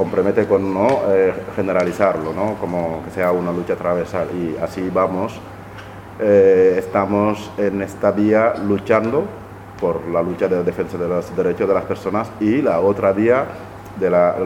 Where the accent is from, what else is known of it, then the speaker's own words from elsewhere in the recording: Senegal; soy miembro del sindicato Mantero y soy de Senegal